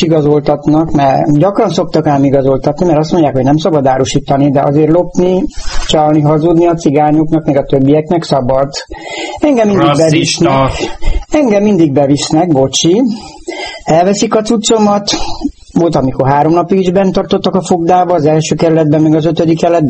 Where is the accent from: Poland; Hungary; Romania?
Romania; Transylvania; 1990-ben, mikor én átjöttem, azt mondták a román hatóságok nálunk otthon Erdélyben